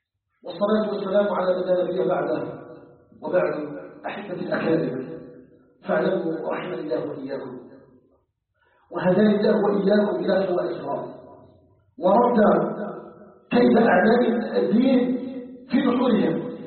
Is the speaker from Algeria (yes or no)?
yes; Algeria; بلدنا الجزائر